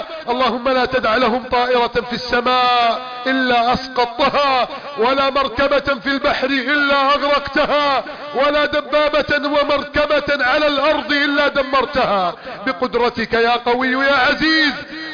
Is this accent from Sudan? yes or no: no; Egypt; اللهم احفظ بلدنا مصر من كيد الكائدين وحقد الحاقدين وتدبير المفسدين.